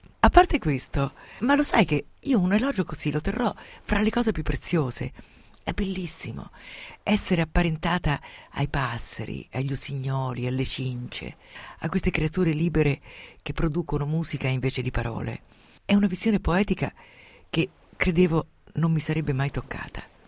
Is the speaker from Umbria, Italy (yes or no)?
yes; Umbria, Italy; In un passato recente il vetriolo era la vendetta più economica, per esempio nel mio paese umbro.